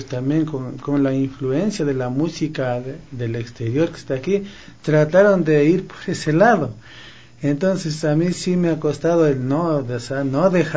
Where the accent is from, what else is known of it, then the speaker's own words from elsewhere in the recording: San José de Minas, Pichincha, Ecuador; yo siempre amé la música nacional, igual mis padres, yo... soy de San José de Minas y ahí pues siempre se escuchó la música nacional.